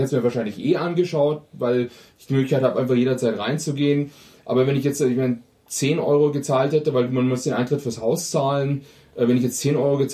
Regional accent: Germany; Das Problem ist, wir sind ja alle Deutsche, also es kann bis morgen dauern.

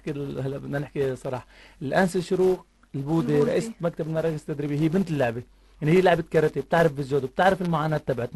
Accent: Tartus, Tartus Governorate, Syria; نحن كثير محافظات عندنا بطرطوس كثير الاهالي بشجعوا بناتهم يلعبوا رياضه

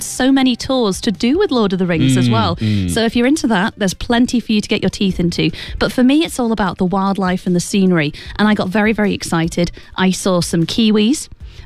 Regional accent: United Kingdom; As a British person, I'm used to that.

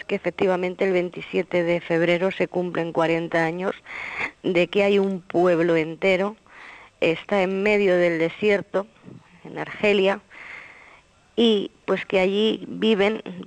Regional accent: Spain; yo como española te puedo decir que los españoles hemos colonizado mucho

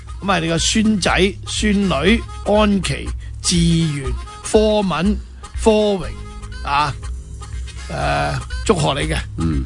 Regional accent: Hong Kong; 我們香港人很聰明的很簡單的買小杯喝完再喝

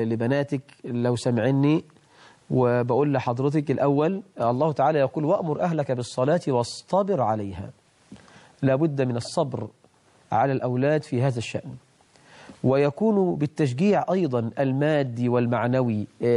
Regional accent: Egypt; أسأل الله عز وجل أن يجعل بلدنا مصر أمنا أمانة

